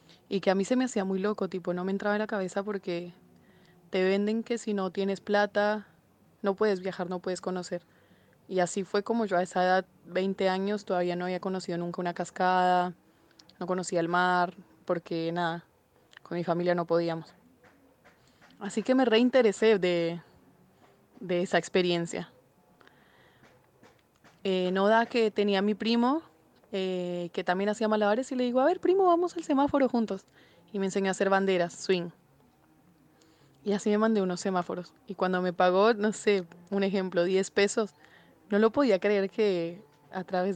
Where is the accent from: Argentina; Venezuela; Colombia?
Colombia; de Colombia.